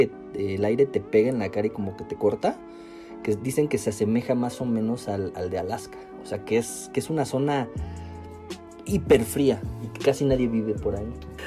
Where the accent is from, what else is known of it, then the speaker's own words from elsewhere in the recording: Durango, Mexico; Bueno, pero yo también soy de Durango, güey, y pues eso no importa, ¿no?